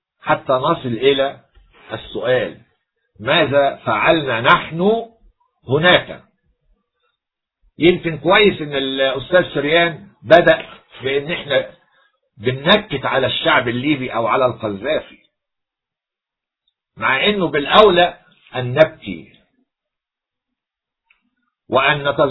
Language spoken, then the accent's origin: Arabic; Egypt; نتباهى كمصريين